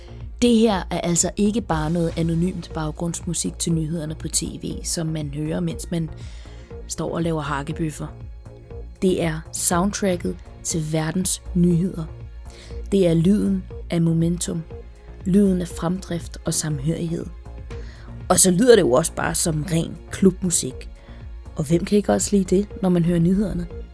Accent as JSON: {"language": "Danish", "town": "Copenhagen", "region": "Capital Region of Denmark", "country": "Denmark", "tie": "born or raised there", "said": "jeg under min opvækst på Trygge Østerbro i Indre København"}